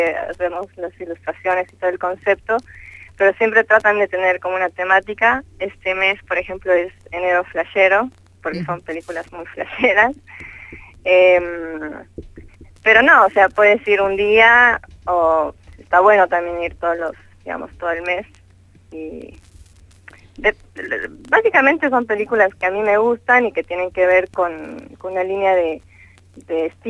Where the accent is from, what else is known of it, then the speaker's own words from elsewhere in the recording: Bolivia; Yo soy de Bolivia.